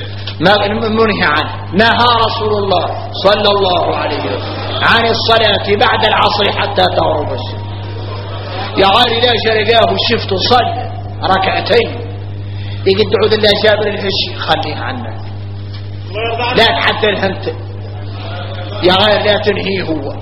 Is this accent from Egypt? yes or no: no; Mauritania; عندنا إحنا موريتاني